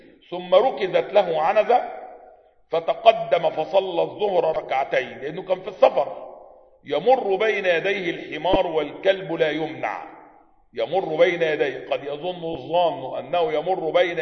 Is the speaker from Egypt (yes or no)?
yes; Egypt; معظم الاخوة عندنا في مصر ظنوا ان من سنة السلفية انه يلبس عباية